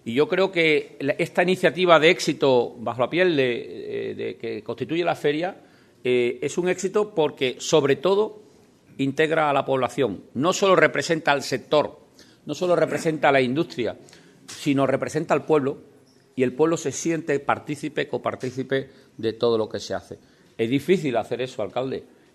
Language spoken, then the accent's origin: Spanish; Ubrique, Andalusia, Spain; Gracias por invitarme una vez más a estar aquí en mi pueblo, en Ubrique